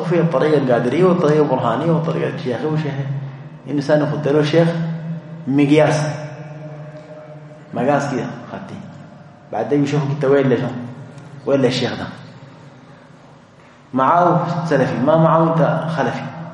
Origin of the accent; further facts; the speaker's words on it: Sudan; عندنا في السودان فروع يمكن 6 أو 7 كلها مجمعة على مرجعية واحدة